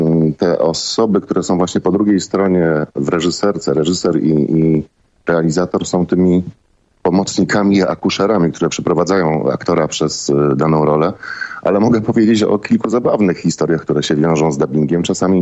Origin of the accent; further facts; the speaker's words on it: Silesian Voivodeship, Poland; born there; accent: Silesian; ja urodziłem się na Śląsku i raczej posługuję się Gwarą Śląską.